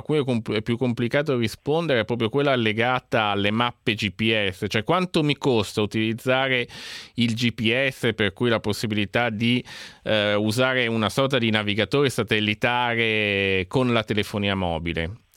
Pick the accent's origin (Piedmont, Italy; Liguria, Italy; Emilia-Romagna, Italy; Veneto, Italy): Liguria, Italy; Genoa; non dico drammatico perché sono genovese